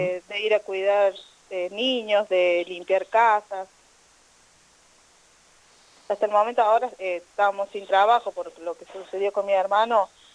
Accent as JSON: {"language": "Spanish", "town": "Villa Sarmiento", "region": "Córdoba", "country": "Argentina", "said": "nosotros no votamos en Villa Dolores, nosotros somos de Villa Sarmiento."}